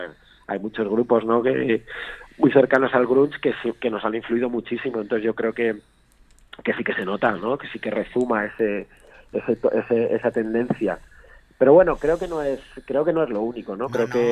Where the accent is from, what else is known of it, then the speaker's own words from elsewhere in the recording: Madrid, Community of Madrid, Spain; born there; now in Segovia, Spain; yo me vine aquí hace 15 años, yo nací en Madrid, pero estoy aquí desde hace un tiempo